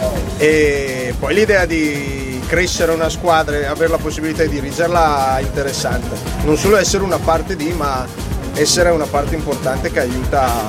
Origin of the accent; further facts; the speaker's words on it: Lombardy, Italy; ho avuto la possibilità di allenare i ragazzini, come ti dicevo prima, a 7 al mio paese d'origine, che è in Valtrompia.